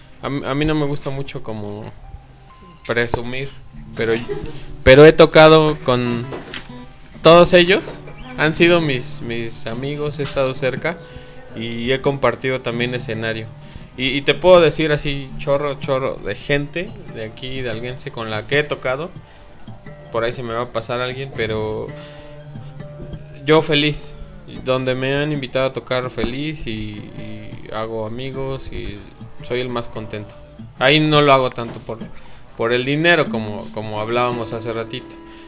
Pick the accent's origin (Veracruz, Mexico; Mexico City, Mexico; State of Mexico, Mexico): Mexico City, Mexico; now in Pachuca, Mexico; yo vengo del DF.